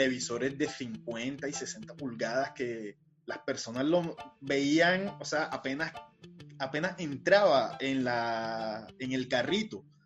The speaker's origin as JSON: {"language": "Spanish", "country": "Colombia", "lives_now": "Argentina", "said": "familias más pobres y vulnerables de Colombia, de nuestras ciudades. Y nuevamente con miedo pienso en mi país y pienso en mi familia"}